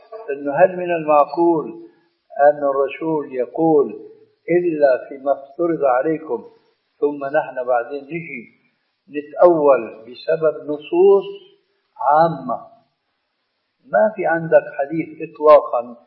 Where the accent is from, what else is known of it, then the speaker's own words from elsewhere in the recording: Syria; بس بدنا كما يقولون عندنا في الشام بدنا نصدق